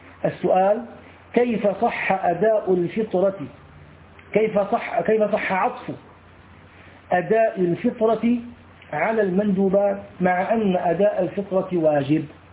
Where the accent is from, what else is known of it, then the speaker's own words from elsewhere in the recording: Syria; أما عندنا في سوريا غفر الله للجميع يقولون الله أكبر الله